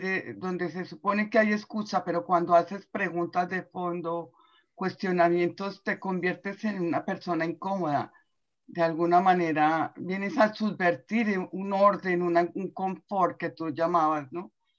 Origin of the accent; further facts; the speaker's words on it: Colombia; moved away; yo soy de Colombia y llevo 20 años viviendo aquí